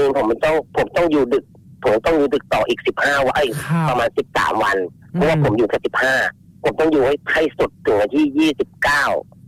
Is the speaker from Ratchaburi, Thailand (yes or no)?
yes; Ratchaburi, Thailand; ผมอ่านคนราชบุรีผมเป็นคนราชบุรี